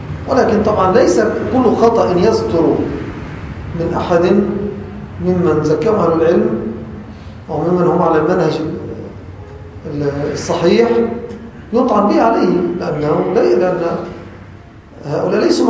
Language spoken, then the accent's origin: Arabic; Egypt; وأغلب العامة خاصة في بلدنا مصر يتلفظون بهذا اللفظ على خلاف المعنى المقصود.